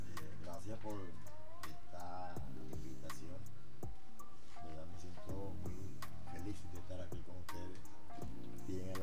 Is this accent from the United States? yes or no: no; Apure, Venezuela; born there; El canto, bueno, sí lo he desarrollado porque nací en Apure. Y Apure es una tierra de cantores llaneros.